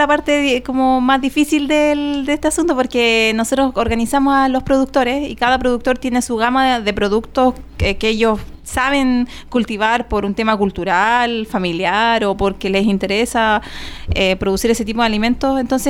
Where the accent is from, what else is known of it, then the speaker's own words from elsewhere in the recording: Chile; nosotros como chilenos